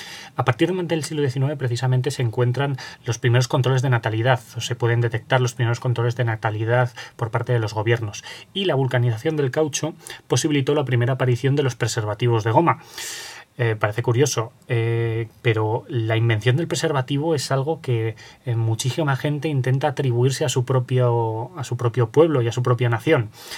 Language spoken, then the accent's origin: Spanish; Aragon, Spain; resido en Zaragoza y por lo tanto soy aragonés